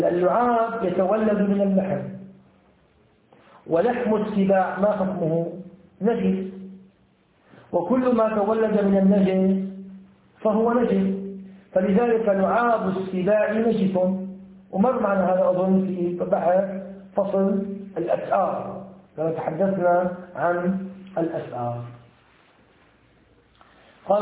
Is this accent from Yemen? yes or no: no; Syria; يعني في عندنا في الشام وهنا كذلك لا يوجد هذه الفئران